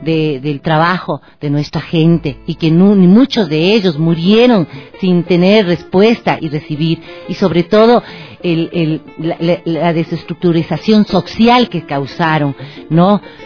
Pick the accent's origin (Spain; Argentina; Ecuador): Ecuador; Eso tenemos que exigir como ecuatorianos